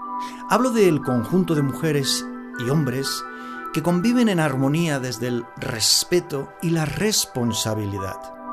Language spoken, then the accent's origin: Spanish; Barcelona, Catalonia, Spain; born there; Soy nacido en Barcelona y para muchos catalanes, Cataluña merece su independencia de la corona de España